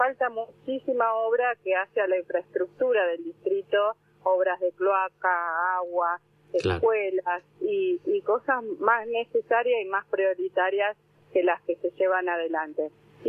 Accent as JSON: {"language": "Spanish", "town": "Necochea", "region": "Buenos Aires Province", "country": "Argentina", "said": "Bueno, ustedes están en Bahía Blanca, sí. Yo soy de Necochea."}